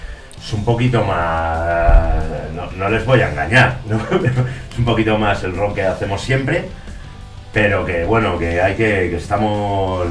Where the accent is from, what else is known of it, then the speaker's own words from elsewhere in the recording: Madrid, Community of Madrid, Spain; hay unas madres que somos de aquí, de Madrid